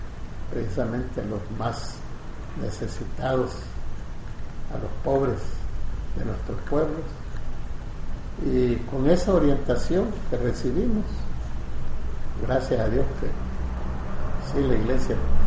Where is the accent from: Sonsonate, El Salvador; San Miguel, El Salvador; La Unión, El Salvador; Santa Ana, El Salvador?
San Miguel, El Salvador; Yo soy de San Miguel.